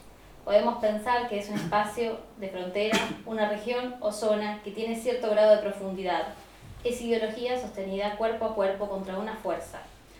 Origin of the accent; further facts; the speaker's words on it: Mendoza, Argentina; vengo de Mendoza, otra ciudad, visito a mi familia, discuto y vengo acá